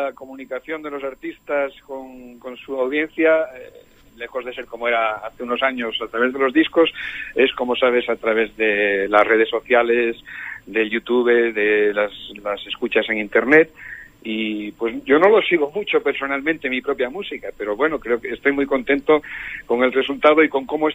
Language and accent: Spanish; Villaviciosa, Asturias, Spain; regresó a mi pueblo natal, a Villaviciosa